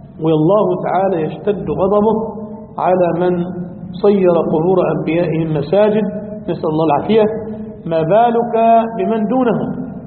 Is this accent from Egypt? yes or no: yes; Egypt; له قبر عظيم المزار عندنا في مصر